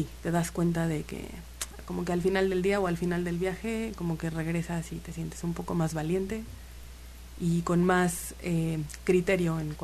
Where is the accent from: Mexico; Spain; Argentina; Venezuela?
Mexico; Xalapa, Veracruz; now in Cancún, Mexico; Yo soy de aquí de Jalapa y me fui a Cancún.